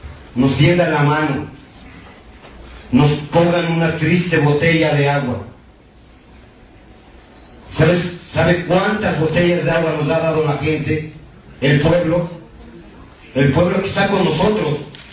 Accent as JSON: {"language": "Spanish", "region": "Tlaxcala", "country": "Mexico", "said": "Yo no soy de Guerrero, señores, yo soy de Tlaxcala."}